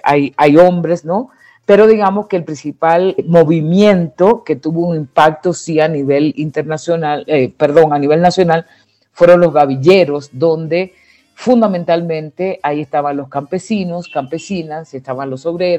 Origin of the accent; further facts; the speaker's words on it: Santiago, Dominican Republic; es de mi pueblo, de Santiago, donde yo nací y me crié